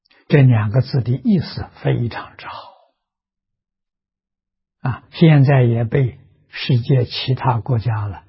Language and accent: Chinese; China; 在毕波罗树下入定，啊，入更深的禅定，我们中国人所谓的大彻大悟，明心见性。